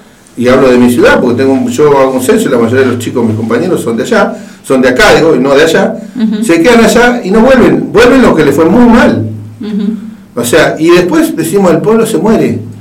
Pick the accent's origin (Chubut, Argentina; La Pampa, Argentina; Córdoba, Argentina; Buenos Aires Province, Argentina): Chubut, Argentina; Comodoro Rivadavia; Yo me crié en Comodoro, vengo de una familia de trabajadores muy humilde